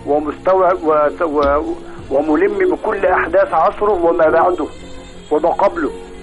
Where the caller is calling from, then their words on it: Alexandria, Alexandria Governorate, Egypt; انا بكلم حضرتك من اسكندريه